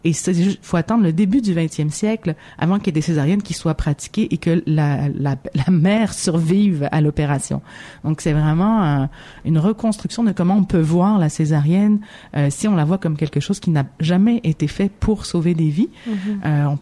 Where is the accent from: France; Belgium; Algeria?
Algeria; Kabylie; moi, je suis originaire d'Algérie, puis en Kabylie